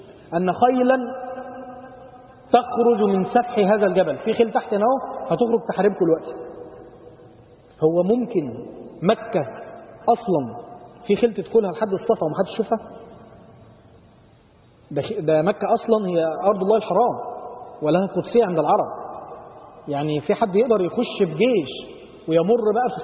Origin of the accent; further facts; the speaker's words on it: Upper Egypt, Egypt; زي الفرع عندنا في الصعيد كده لما بيبتدي ما بينتهيش بقى